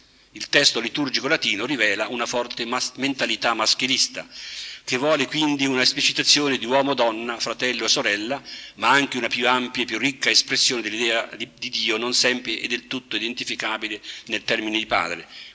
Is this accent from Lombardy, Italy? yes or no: yes; Milan, Lombardy, Italy; Provengo da Milano